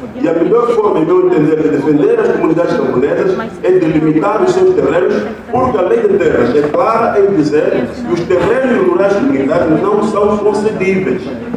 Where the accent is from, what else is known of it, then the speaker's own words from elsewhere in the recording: Kisama, Luanda, Angola; eu que sou natural da Kisama, serei capaz de dizer, olha, isso tudo era do meu avô